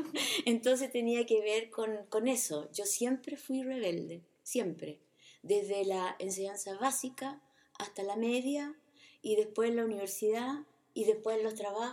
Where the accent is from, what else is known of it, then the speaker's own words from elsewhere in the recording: Talcahuano, Biobío, Chile; allá en el sur, yo soy de Talcahuano